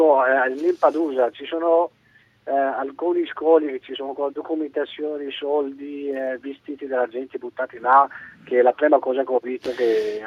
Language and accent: Italian; Morocco; Italian is a second language; now in Italy; Io sono originario marocchino.